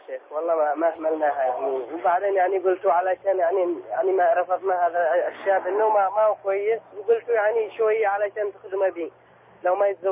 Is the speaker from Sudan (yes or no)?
no; Yemen; عندنا باليمن عندما يأذن المؤذن